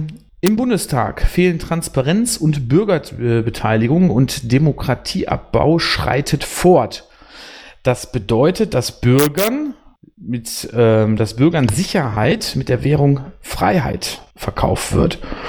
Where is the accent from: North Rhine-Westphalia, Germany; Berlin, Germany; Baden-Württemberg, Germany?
North Rhine-Westphalia, Germany; born there; denn ich bin 2010 erst in den Kreis Borken gezogen und komme gebürtig aus dem Kreis Wesel.